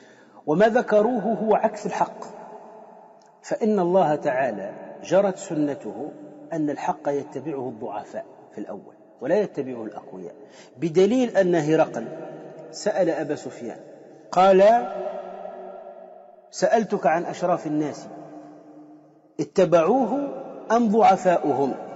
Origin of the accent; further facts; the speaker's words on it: Tunisia; أنا أعرف رجلا صوفيا عندنا في تونس